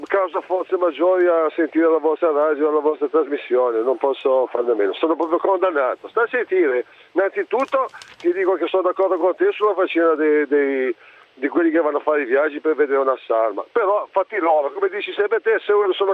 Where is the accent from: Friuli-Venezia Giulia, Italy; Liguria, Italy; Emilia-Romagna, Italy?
Liguria, Italy; Genoa; aggiungo due cose che forse sono anche un po' fuori, io da genovese, ma me la fai dire.